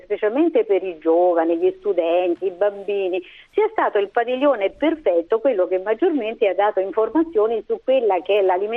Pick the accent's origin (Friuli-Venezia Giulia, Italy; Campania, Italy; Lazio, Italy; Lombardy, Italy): Lazio, Italy; Rome; io sono di Roma